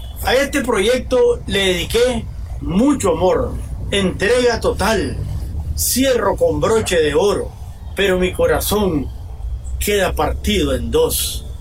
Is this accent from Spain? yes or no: no; Nicaragua; Me siento muy orgulloso como nicaragüense y conservacionista de nuestro medio ambiente